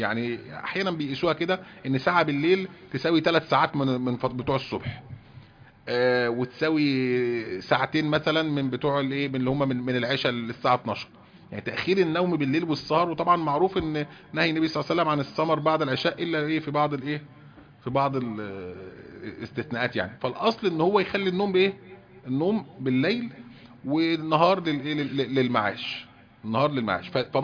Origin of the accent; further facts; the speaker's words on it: Egypt; هو دوت برضه منتشر جدا عندنا في مصر